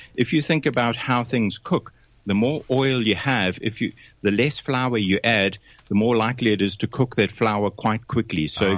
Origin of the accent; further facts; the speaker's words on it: South Africa; accent: South African; moved away as an adult; I picked up the phone and phoned them from South Africa in my South African accent.